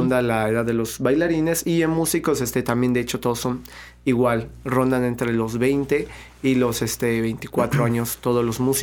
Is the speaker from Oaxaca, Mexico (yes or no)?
no; Veracruz, Mexico; aquí en Veracruz pues somos jarochos, yo también bailo folclore y soy orgullosamente jarocho, y yo escucho música de mi tierra